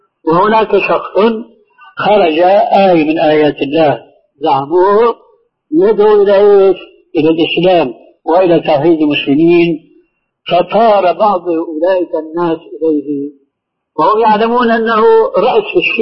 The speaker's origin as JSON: {"language": "Arabic", "country": "Syria", "said": "وإنما حركة على النظام العسكري الذي يعبر عنه عندنا في سوريا مكانك واضح"}